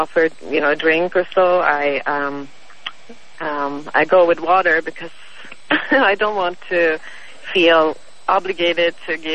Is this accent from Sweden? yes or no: yes; Sweden; I'm from Sweden, and Sweden is either number one or number two on the most independent women in the world